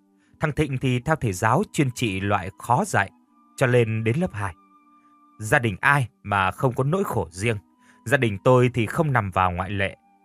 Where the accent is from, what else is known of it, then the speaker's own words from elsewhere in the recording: Mekong Delta, Vietnam; Tôi là dân miền Tây Nam Bộ